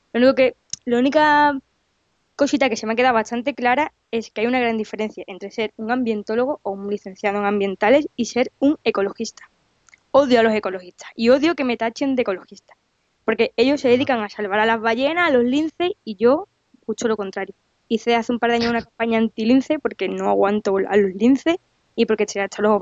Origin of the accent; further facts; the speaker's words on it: Chiclana de la Frontera, Andalusia, Spain; el escarabajo pelotero chiclanero, que es endémico de mi pueblo